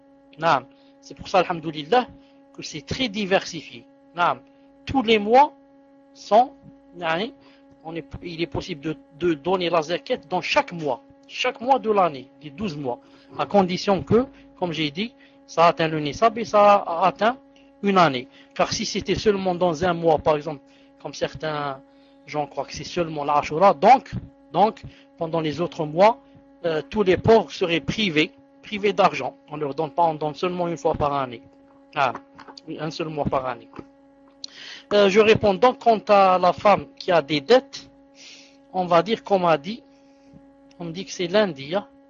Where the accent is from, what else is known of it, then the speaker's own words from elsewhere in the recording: Algeria; moi, je viens de vérifier ici, chez nous en Algérie, nous sommes le 6.